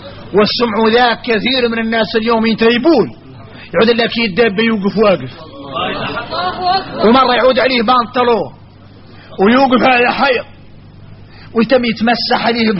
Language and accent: Arabic; Mauritania; هذا كثير فينا احنا موريتاني